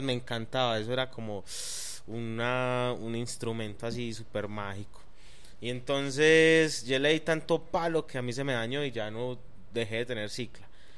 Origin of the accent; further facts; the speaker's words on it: Medellín, Antioquia, Colombia; soy un man que vive acá en Medellín, nací acá en Medallo.